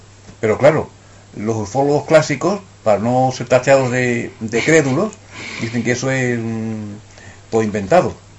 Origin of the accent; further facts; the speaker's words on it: Badajoz, Extremadura, Spain; also born or lived in Seville; Pero es que yo me he criado en Badajoz.